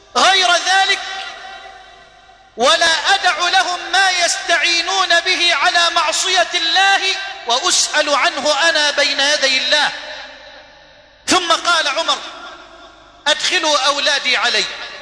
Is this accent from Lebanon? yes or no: no; Egypt; اللهم إني أسألك أن تجعل بلدنا مصر واحة للأمن والأمان